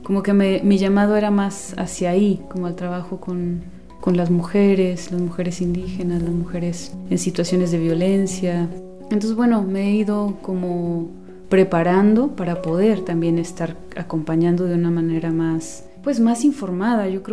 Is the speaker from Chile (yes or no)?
no; Guatemala; now in San Cristóbal de las Casas, Mexico; bueno, soy originaria de Guatemala y bueno, ahora estoy aquí en San Cristóbal de las Casas, ya desde hace algunos años, pues viviendo